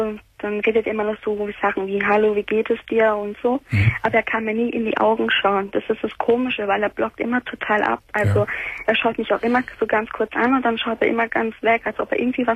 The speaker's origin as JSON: {"language": "German", "region": "Sicily", "country": "Italy", "lives_now": "Germany", "said": "also ich bin halt Italienerin, Sizilianerin, umgekehrt gesagt"}